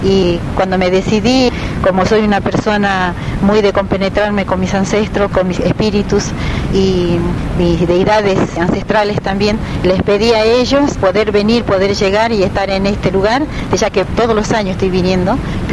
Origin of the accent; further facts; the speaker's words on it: Jujuy, Argentina; now in Mar del Plata, Argentina; soy de acá, de Jujuy, de la zona del Ramal, o sea, mi etnia sería la etnia Baguaraní. Hace 10 años que estoy viviendo en la ciudad de Mar del Plata